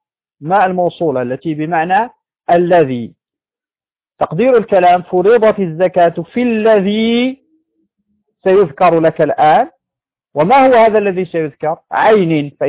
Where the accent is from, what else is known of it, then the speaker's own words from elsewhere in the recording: Morocco; يعني عندنا في المغرب هذا نوع من الشعير